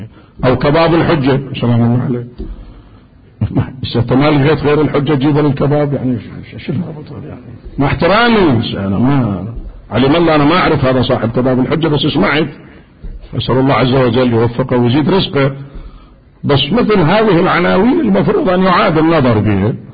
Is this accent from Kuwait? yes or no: no; Iraq; كانت أزمة اسمنت عندنا بالعراق